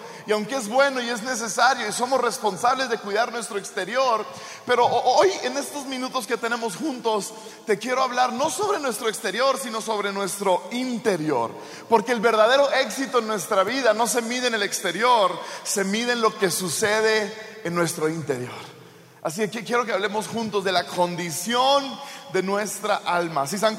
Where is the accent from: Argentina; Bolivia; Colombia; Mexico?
Mexico; Sonora; Y yo crecí en México. A mí me corre machaca por las venas, ¿verdad? Yo soy sonorense y mi esposa es de Sonora.